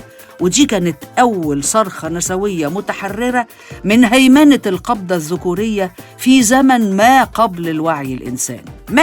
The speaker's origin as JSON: {"language": "Arabic", "country": "Egypt", "said": "عندنا في مصر مثل بيقول الرجولة أدب مش هز كتاف"}